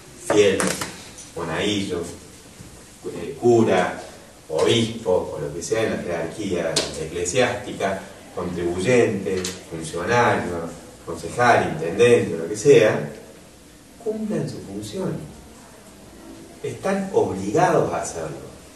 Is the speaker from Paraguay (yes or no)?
no; Argentina; Formamos parte, somos contribuyentes del Estado argentino. Somos ciudadanos argentinos.